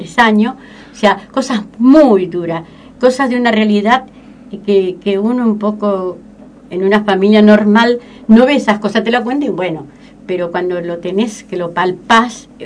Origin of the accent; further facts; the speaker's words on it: Rosario, Santa Fe, Argentina; porque yo soy de Rosario. Ajá. Provincia de Santa Fe, ciudad grande, que bueno, hablamos rápido, sí. Todo hacemos rápido